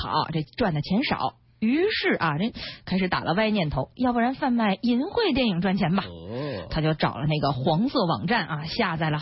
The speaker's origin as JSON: {"language": "Chinese", "town": "Ulanhot", "region": "Inner Mongolia", "country": "China", "tie": "born or raised there", "said": "反正我们老家明天您去是来不及了，您先去植物园吧，我们家在内蒙古呢"}